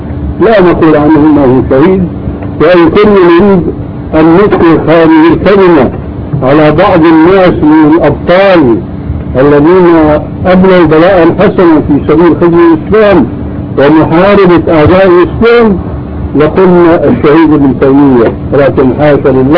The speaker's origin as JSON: {"language": "Arabic", "country": "Syria", "said": "عندنا في سوريا كان شاهد قصة رجل في الحرب"}